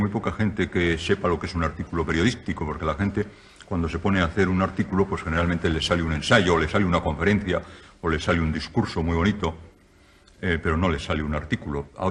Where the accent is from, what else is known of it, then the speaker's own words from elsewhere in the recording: Spain; a mí lo que más me preocupa en estos momentos como escritor y como español